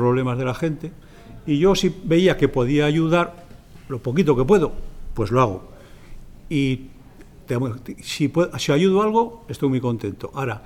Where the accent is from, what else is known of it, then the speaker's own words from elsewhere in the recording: Zaragoza, Aragon, Spain; born there; yo nací en Torrero y fui al Colegio San Antonio no cuando estaba aquí, sino que estaba en la calle Alicante, por la calle Alicante, la calle Monterregado.